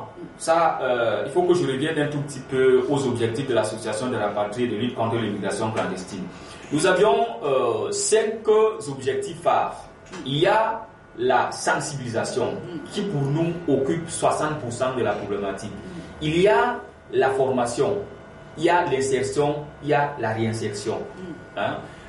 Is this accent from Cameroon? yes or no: yes; Cameroon; chez nous au Cameroun qui parle de la migration irrégulière de cette façon